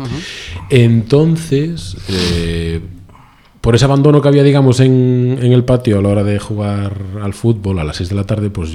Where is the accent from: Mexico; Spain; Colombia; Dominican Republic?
Spain; Salcedo, Galicia; yo soy natural de Salcedo, es un pequeño pueblo de Pontevedra, una parroquia de Pontevedra, la provincia de Pontevedra.